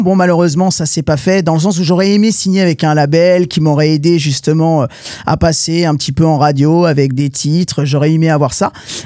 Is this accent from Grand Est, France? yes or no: no; Chambéry, Auvergne-Rhône-Alpes, France; born there; also born or lived in Paris; Moi, en fait, j'étais acteur en France à Paris aussi. Avant d'être chanteur, j'étais comédien. Je suis né en Savoie à Chambéry. Mais je suis monté à Paris après